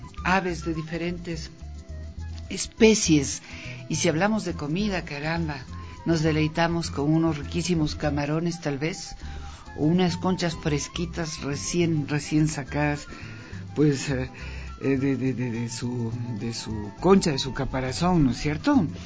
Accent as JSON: {"language": "Spanish", "country": "Ecuador", "said": "lo que somos, ecuatorianos y ecuatorianas"}